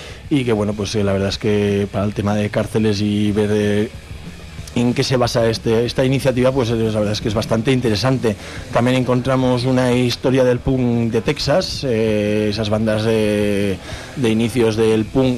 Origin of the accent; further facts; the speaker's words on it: Spain; a los que somos de aquí del Estado español